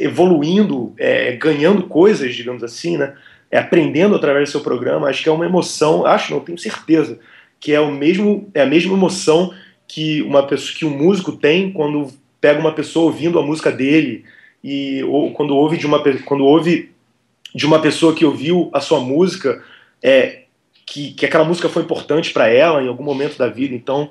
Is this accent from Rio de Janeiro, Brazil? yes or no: yes; Rio de Janeiro, Brazil; born there; also born or lived in Belém; Eu nasci no Rio, aí o pessoal do Rio conversa comigo, aí eles falam, pô, seu sotaque é estranho. Aí eu morei muito tempo em Belém, o pessoal de Belém conversa comigo, fala, pô, seu sotaque é estranho. Aí é, cara, eu não sei onde eu sou mais.